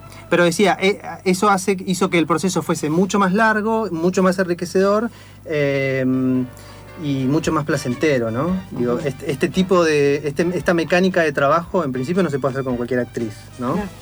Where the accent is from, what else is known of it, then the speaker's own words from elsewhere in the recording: Argentina; es difícil estar totalmente contento en el contexto que nos toca vivir como argentinos, como latinoamericanos.